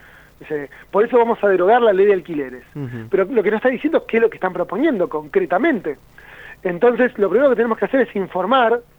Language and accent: Spanish; Río Negro, Argentina; si bien yo soy de Río Negro, vivo en Bariloche